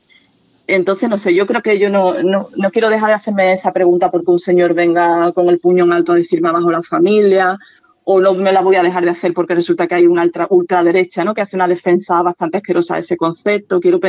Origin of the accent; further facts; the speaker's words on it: Andalusia, Spain; Y yo soy andaluza